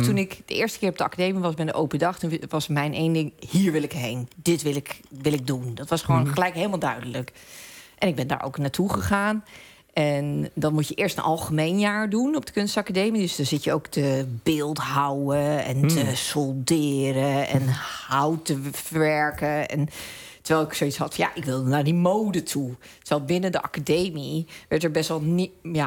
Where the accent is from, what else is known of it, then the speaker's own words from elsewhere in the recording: Hendrik-Ido-Ambacht, South Holland, Netherlands; Ik ben opgegroeid in Hendrik Ido Ambacht.